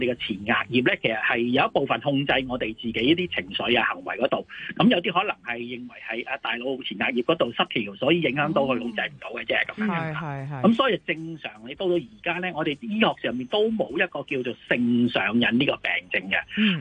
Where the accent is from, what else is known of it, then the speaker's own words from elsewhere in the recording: China; 咁好多時我哋唔知係咪我哋中國人成日都將黃賭毒咧，好似夾埋一齊嚟講嘅嚇